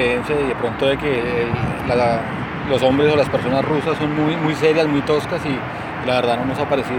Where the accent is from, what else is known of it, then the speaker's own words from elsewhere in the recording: Bogotá, Colombia; soy contador público y de Bogotá